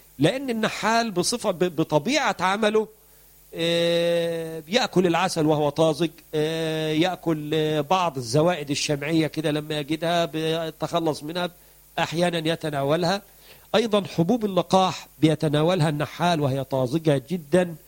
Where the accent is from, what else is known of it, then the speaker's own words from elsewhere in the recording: Egypt; أو الدكار عندنا في مصر.